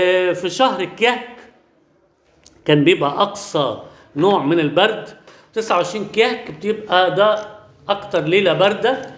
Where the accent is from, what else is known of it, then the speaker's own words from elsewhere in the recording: Alexandria, Alexandria Governorate, Egypt; في شاعر عندنا في اسكندريه